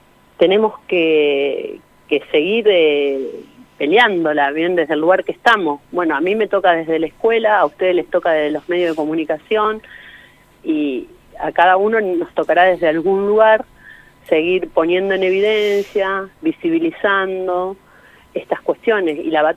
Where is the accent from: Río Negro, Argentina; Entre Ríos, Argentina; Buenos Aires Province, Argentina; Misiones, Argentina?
Buenos Aires Province, Argentina; Saladillo; Yo vengo del distrito de Saladillo